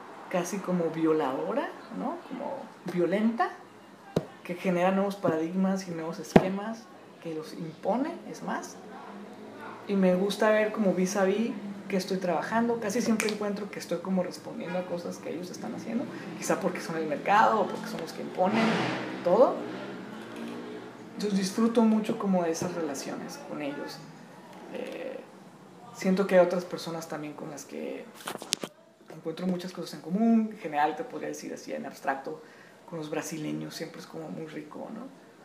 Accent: Tijuana, Baja California, Mexico; yo, como mexicano de Tijuana, así medio gringado, en el mal sentido de la palabra

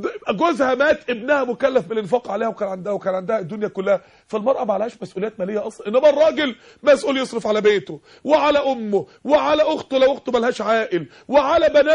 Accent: Egypt; عندنا في مصر 16 مليون عانس ومطلقه

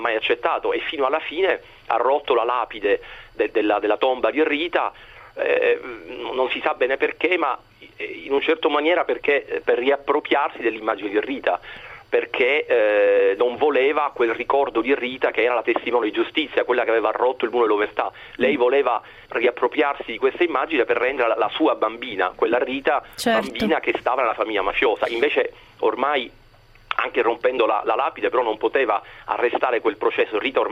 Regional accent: Palermo, Sicily, Italy; da siciliano sono cresciuto negli anni 80, negli anni bui di Palermo

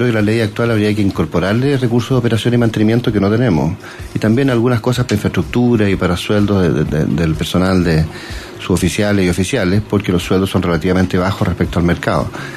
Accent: Chile; desarrollar tecnologías nacionales para hacer las cosas más baratas, en forma más independiente, bueno, pero como chileno.

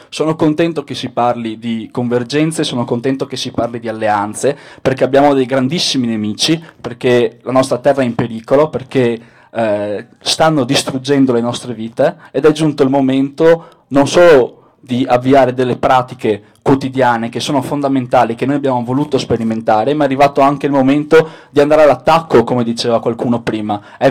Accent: Venice, Veneto, Italy; vengo da Venezia, dove da poco abbiamo concluso un'esperienza molto importante

